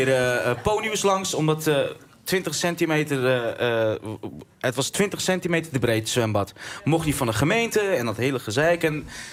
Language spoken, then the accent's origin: Dutch; Deventer, Overijssel, Netherlands; Ik ben opgegroeid in Rooidorp. Dat is echt, voor mijn gevoel, het hart van Deventer.